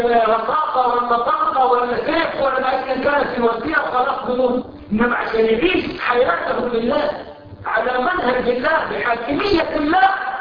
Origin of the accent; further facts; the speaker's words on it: Cairo, Cairo Governorate, Egypt; عندنا في القاهرة في مصر